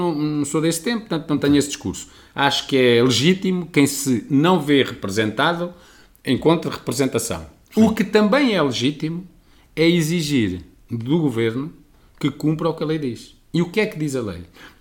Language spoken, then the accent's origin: Portuguese; Coimbra, Portugal; sou de Coimbra, vivo em Coimbra, a minha escola é em Coimbra